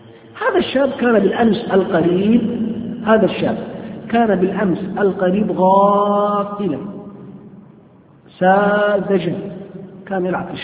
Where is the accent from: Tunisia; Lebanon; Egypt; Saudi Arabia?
Saudi Arabia; لا سيما في هذه البلاد، في بلادنا السعودية نعاني من فئة من الشباب